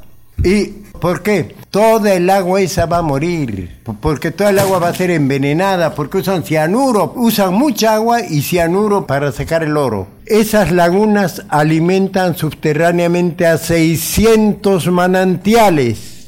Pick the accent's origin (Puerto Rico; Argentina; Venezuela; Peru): Peru; Yo soy del sur del Perú, pero siempre voy allá